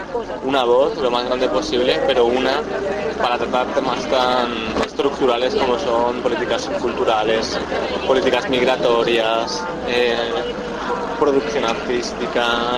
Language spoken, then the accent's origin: Spanish; Spain; O sea, soy español